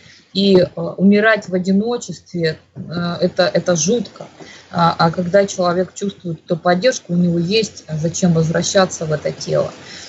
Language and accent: Russian; Crimea, Ukraine; я же из Крыма, тогда мы были Украиной